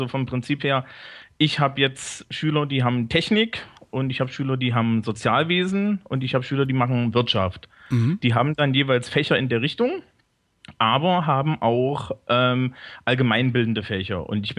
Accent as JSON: {"language": "German", "region": "Thuringia", "country": "Germany", "lives_now": "Bavaria, Germany", "said": "Ja, ich komme eigentlich von der hessischen Grenze."}